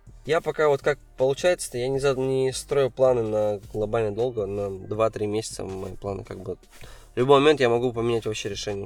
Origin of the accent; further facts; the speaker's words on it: Kazan, Tatarstan, Russia; now in Kemerovo, Russia; Да, все здесь, в Казани. Нет, хочу сюда, конечно, вернуться. В Казани хочется играть. Все на родной город, всегда скучаю.